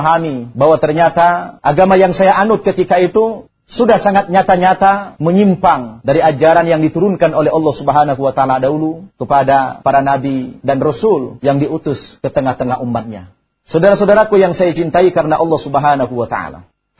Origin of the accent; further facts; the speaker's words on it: North Sumatra, Indonesia; saya sebagai orang yang berasal dari daerah Tapanuli Utara, Sumatera Utara, suku saya adalah Batak.